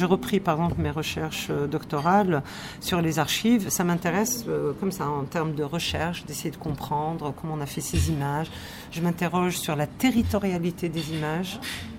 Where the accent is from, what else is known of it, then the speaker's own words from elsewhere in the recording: Algeria; je n'avais pas bénéficié de ce genre de film pour me construire en tant qu'Algérienne, vraiment.